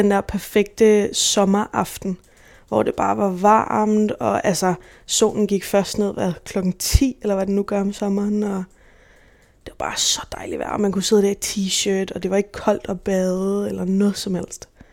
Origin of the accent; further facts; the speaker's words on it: Gentofte, Capital Region of Denmark, Denmark; born there; jeg blev født på Gentofte Hospital i 98, 24. juli 98